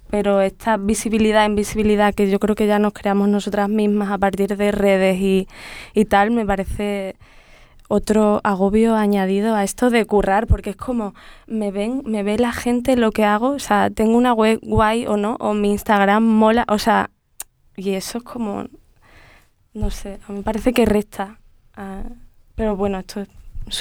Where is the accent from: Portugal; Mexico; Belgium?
Belgium; Desde un poco de donde vengo, que es Bélgica